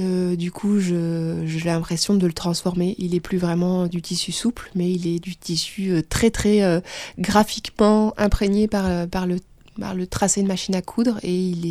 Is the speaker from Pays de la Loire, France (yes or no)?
no; Bourgogne-Franche-Comté, France; Je viens de Bourgogne, j'ai grandi à la campagne.